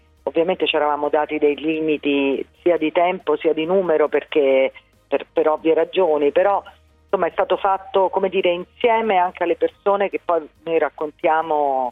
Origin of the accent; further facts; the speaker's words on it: Rome, Lazio, Italy; ovviamente da romana e da mamma